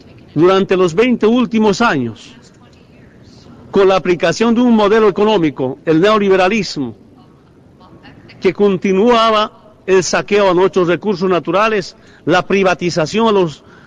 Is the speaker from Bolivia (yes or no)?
yes; Bolivia; en representación de mi pueblo, de mi patria, Bolivia, y especialmente del movimiento indígena